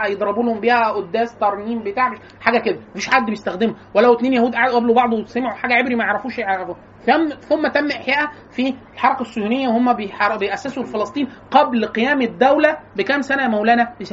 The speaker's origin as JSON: {"language": "Arabic", "country": "Egypt", "accent": "close to Cairene", "said": "تعمدوا ان يطلعونا كلنا انا واخواتي نتكلم لهجه اقرب للقاهريه"}